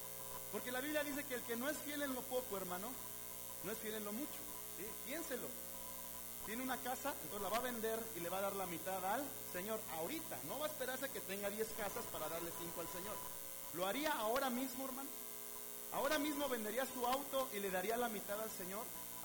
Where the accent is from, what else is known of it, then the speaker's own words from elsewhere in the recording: Mexico; Es un problema que como mexicanos tenemos en nuestros gobiernos, hermano.